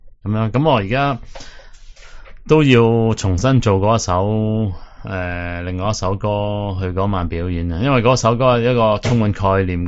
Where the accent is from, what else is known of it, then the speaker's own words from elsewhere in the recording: Hong Kong; 我喺香港本土出生、本土长大，